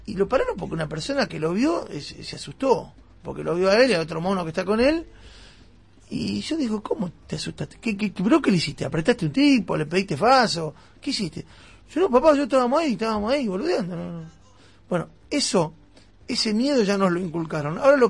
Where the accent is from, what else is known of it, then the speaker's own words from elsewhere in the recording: Avellaneda, Buenos Aires Province, Argentina; yo soy de Avellaneda. Yo vengo al centro todos los días.